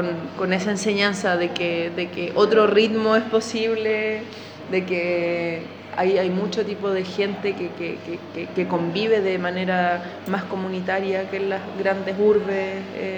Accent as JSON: {"language": "Spanish", "town": "Santiago", "region": "Santiago Metropolitan Region", "country": "Chile", "also_born_or_lived": "Valencia / Segovia", "said": "Yo soy de Santiago y nunca me imaginé vivir en lugares más pequeños."}